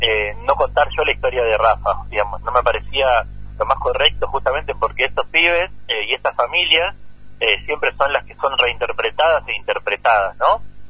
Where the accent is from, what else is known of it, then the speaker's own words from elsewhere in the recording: Buenos Aires, Argentina; Yo soy de Buenos Aires, acá de la zona oeste de la ciudad de Buenos Aires. Vivo actualmente acá, desde siempre estoy acá.